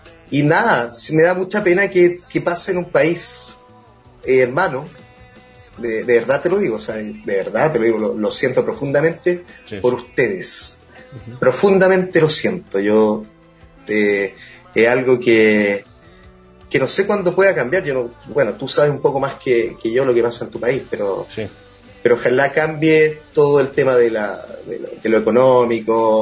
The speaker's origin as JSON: {"language": "Spanish", "country": "Chile", "said": "músico chileno, para ustedes"}